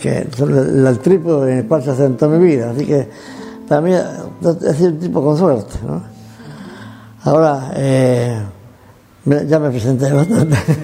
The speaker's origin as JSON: {"language": "Spanish", "town": "Hernando", "region": "Córdoba", "country": "Argentina", "tie": "born or raised there", "also_born_or_lived": "Venezuela / Cuba", "moved": "as an adult", "said": "Yo tengo prácticamente tres patrias, ¿no? Argentina, donde nací, donde me formaron científica y éticamente. Venezuela, donde me hice profesional como científico y donde conocí a mi mujer y tuve dos de mis hijos. Y Cuba"}